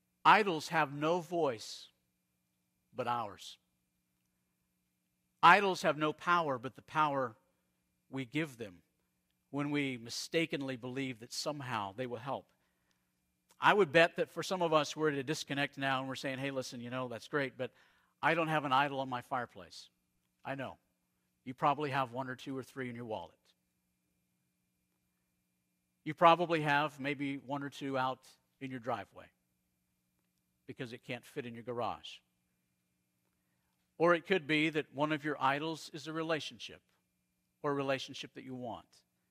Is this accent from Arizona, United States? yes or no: yes; Arizona, United States; I grew up in Arizona. In Arizona, you would look out over the desert